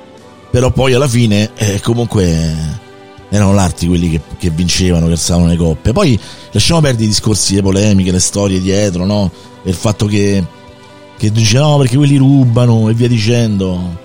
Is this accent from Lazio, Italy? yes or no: yes; Rome, Lazio, Italy; sono nato e cresciuto a Roma